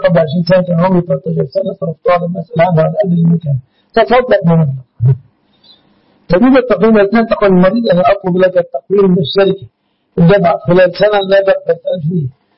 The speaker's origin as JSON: {"language": "Arabic", "country": "Egypt", "said": "النقوط في بلادنا مصر الإسلامي"}